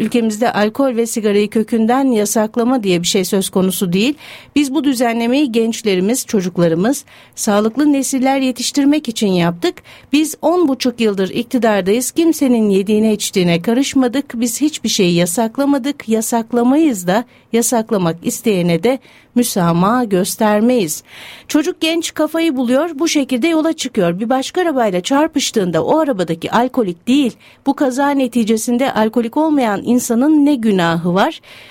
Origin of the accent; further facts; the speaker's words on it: Kasımpaşa, Istanbul, Turkey; Ben Kasımpaşa'da doğdum, büyüdüm. Beyoğlu'nun caddelerini, sokaklarını bilirim.